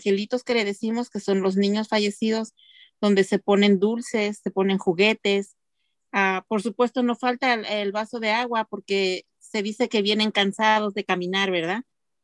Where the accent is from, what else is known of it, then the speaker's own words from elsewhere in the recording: Xochicuatlán, Hidalgo, Mexico; Yo soy de la Sierra de Hidalgo, la Sierra Hidalguense, de un pueblo llamado Xochicuatlán, que significa flor de cabeza de víbora.